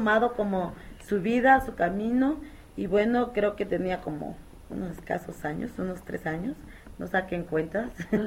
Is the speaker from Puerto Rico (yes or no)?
no; Xochistlahuaca, Guerrero, Mexico; que soy originaria de Xochitlahuaca, en la Costa Chica Montaña, que soy mujer, que soy indígena y que soy feminista.